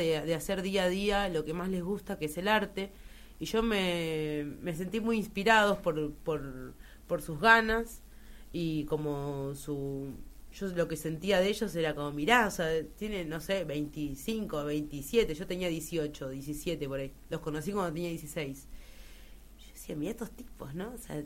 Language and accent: Spanish; Remedios de Escalada, Buenos Aires Province, Argentina; yo soy de Remedio de Escalada.